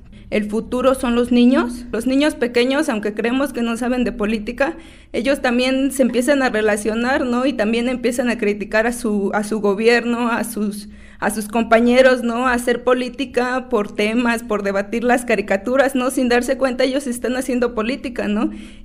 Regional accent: Tepoztlán, Morelos, Mexico; Soy una joven de Tepoztlán, dice mi abuelo que soy una doncella teposteca. Tengo 23 años, estoy estudiando actualmente la carrera de Derecho en la ciudad de Cuernavaca.

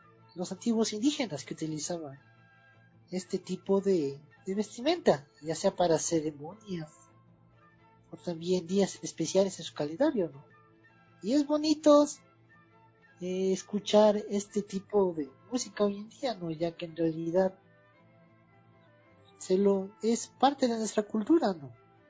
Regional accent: Quito, Pichincha, Ecuador; Aquí nosotros como ecuatorianos, siendo más específicos, quiteños, vemos las marchas

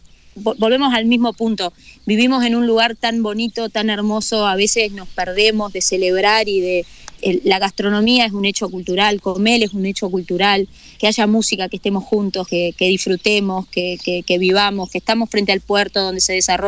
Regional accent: La Paloma, Rocha, Uruguay; also born or lived in Montevideo; yo soy de Rocha, nací en Rocha, en La Paloma, viví toda la vida

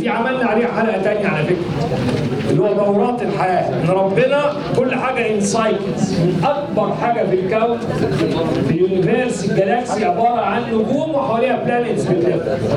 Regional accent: Egypt; نفسي ادي الكلام ده المصريين اكتر لان في الاساس احنا مصريين

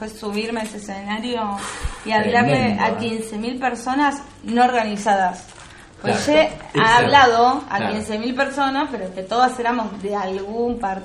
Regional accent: Buenos Aires, Argentina; born there; con lo cual nací en Capital Federal

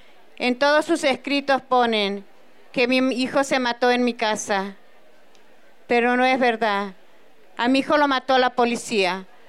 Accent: Santiago del Estero, Argentina; Soy de Santiago del Estero. … Soy madre de Claudio Luis Corbalán

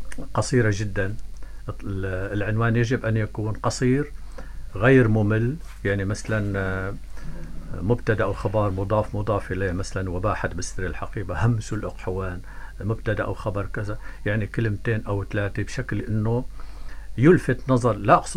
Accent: Dreikish, Tartus Governorate, Syria; لكن أنا ابن قرية جميلة جدا وكريمة بشعبة وخاصة بشهداء. أنا أحيي قرية جبل تخلي.

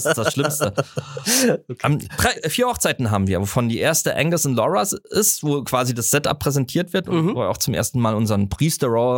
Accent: Southwest Germany, Germany; ich komme natürlich auch aus dem Südwesten, da wurde mehr geheiratet

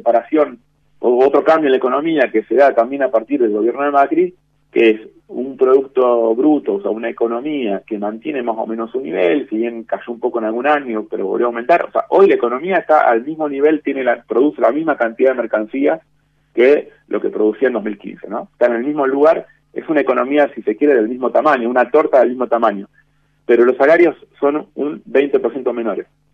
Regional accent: Argentina; el Estado somos nosotros, somos la sociedad argentina.

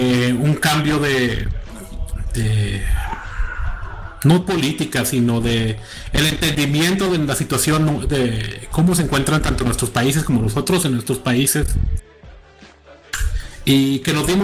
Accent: Mexico; simplemente nosotros ambos somos mexicanos.

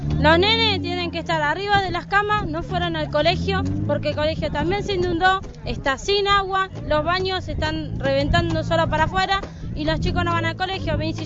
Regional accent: Argentina; A nosotros nos llueve todo y no nos trajeron nada y somos argentinos.

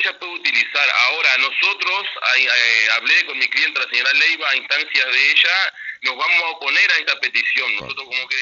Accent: Concordia, Entre Ríos, Argentina; Que sí, diríamos que somos hijos de Concordia.

